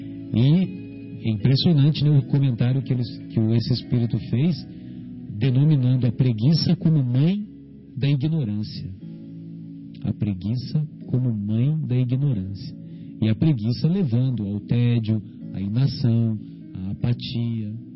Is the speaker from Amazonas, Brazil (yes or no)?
no; São Paulo, Brazil; Que eu sou paulista